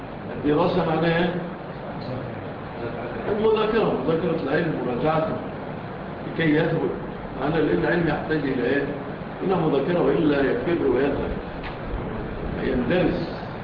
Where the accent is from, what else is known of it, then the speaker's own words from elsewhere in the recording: Egypt; إحنا طبعا مشهور عندنا في مصر الفول إيه؟